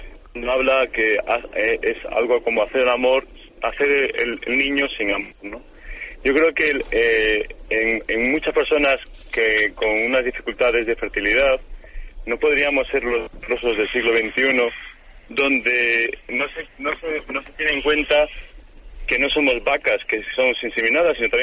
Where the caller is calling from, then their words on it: Madrid, Community of Madrid, Spain; soy de Madrid y soy cristiano.